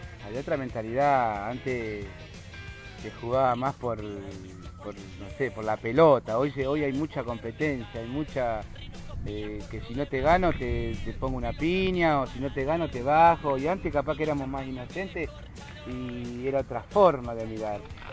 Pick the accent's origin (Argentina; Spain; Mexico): Argentina; Merlo, Buenos Aires Province; Yo soy de Merlo y la mayoría son gratuitas, ¿no?